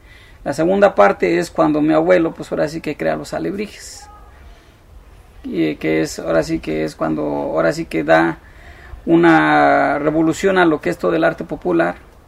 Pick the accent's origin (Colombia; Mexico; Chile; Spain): Mexico; Mexico City; yo ahora sí que soy originario de la Ciudad de México.